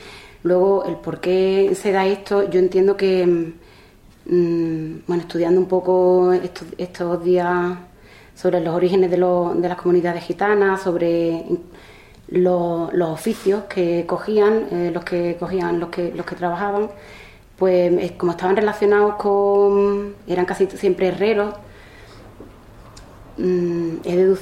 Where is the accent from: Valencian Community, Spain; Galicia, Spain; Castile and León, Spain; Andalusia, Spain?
Andalusia, Spain; Olvera; now in Granada, Spain; la provincia de Cádiz, soy de Olvera, una provincia que para mí es 50% desconocida y conocida, porque llevo ya 20 años viviendo aquí en Granada